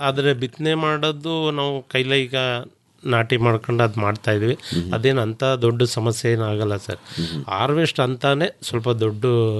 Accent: Haradanahalli, Karnataka, India; Sir, Haradanahalli, Chamarajanagar ಪಕ್ಕ, ಒಂದು 6 kilometre ಇದೆ ಸರ್.

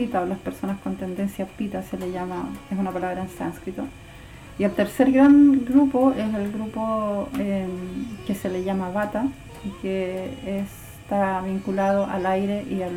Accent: Santiago, Santiago Metropolitan, Chile; also born or lived in Valdivia; nací en Valdivia, pero la vida de mis padres se tejió para Santiago. Entonces ahí hice después mis estudios, me casé, hice familia, mis hijos. Pero siempre vinculada a Valdivia

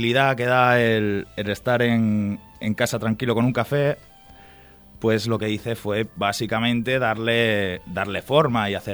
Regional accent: Talavera de la Reina, Castilla-La Mancha, Spain; also born or lived in Asturias; básicamente he estado aquí en Talavera desde los 8 años, vine de Asturias

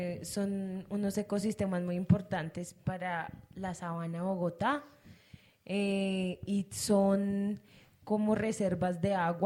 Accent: Madrid, Community of Madrid, Spain; Yo soy de aquí de Madrid.

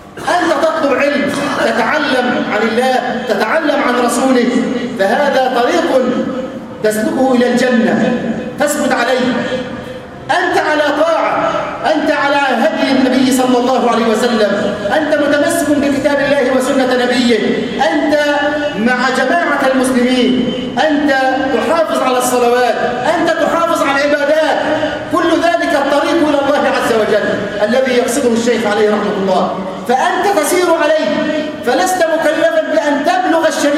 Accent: Egypt; اللهم اجعل بلدنا مصر أمنا أمانا سخاء رخاء وسائر بلاد

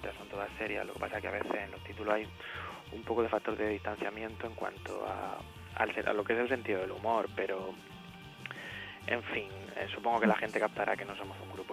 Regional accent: Murcia, Region of Murcia, Spain; nosotros que somos de Murcia, igual en Vigo no nos conocen

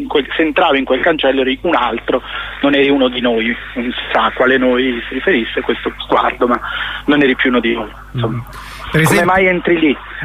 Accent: Como, Lombardy, Italy; now in Rome, Italy; Io vivo a Roma, ma sono di Como.

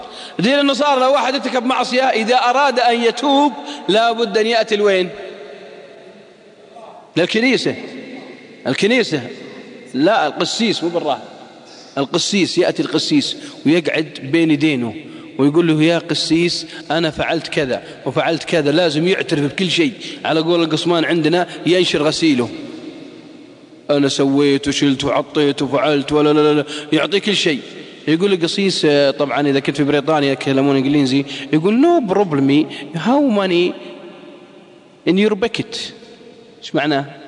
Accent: Saudi Arabia; واحد شاب عصى عندنا بالسعودية

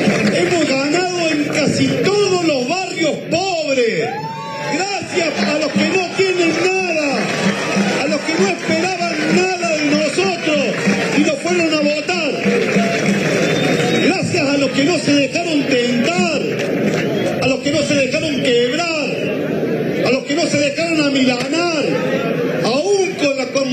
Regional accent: Córdoba, Argentina; Desde el corazón se lo digo como un cordobés orgulloso de este pueblo de Córdoba.

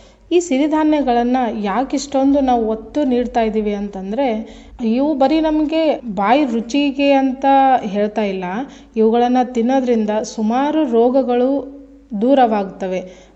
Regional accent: Karnataka, India; ನಾವು ಉತ್ತರ ಕರ್ನಾಟಕದವರು

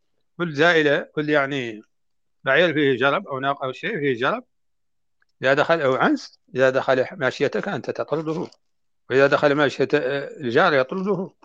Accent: Mauritania; نحن عندنا في موريتانيا الخيام لا تكون أبدا من الجلود

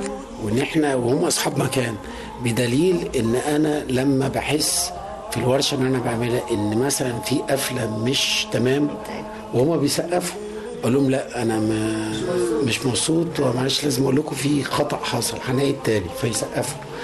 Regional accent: Egypt; أغنى واحد وفخور جدا إن أنا أكون مصري وسط هذا الجمهور العظيم

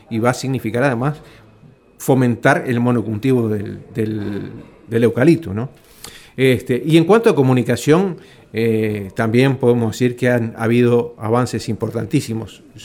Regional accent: Montevideo, Uruguay; Y yo soy del Cerro de Montevideo, de Uruguay

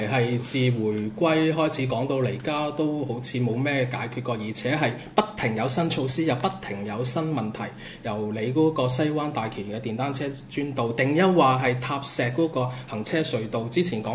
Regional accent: Macau; 即係我自己都土生土長澳門人嚟嘅

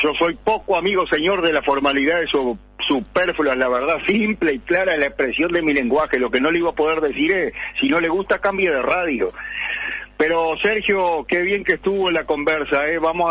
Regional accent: Canelones, Uruguay; yo también soy bruto, soy canario

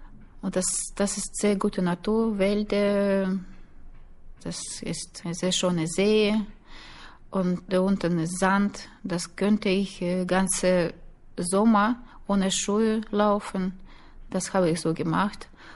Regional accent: Norilsk, Krasnoyarsk Krai, Russia; born there; German is a second language; Norilsk, die heimliche Stadt, wo ich geboren bin.

